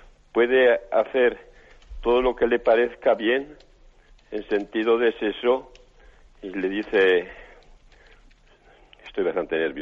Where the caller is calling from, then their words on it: Navarre, Spain; Soy de Navarra, pero oigo muy poco.